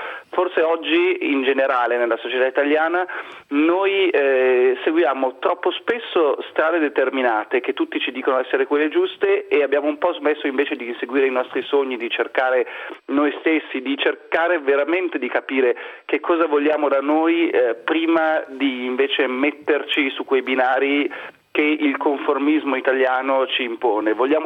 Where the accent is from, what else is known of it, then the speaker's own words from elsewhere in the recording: Milan, Lombardy, Italy; detto da milanese che ama Milano